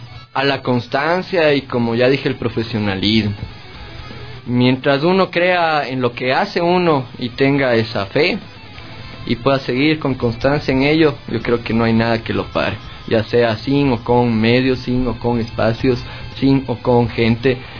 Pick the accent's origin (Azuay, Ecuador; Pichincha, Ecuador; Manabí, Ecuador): Azuay, Ecuador; Cuenca; Pero no, cuencano de cepa y a mucha honra.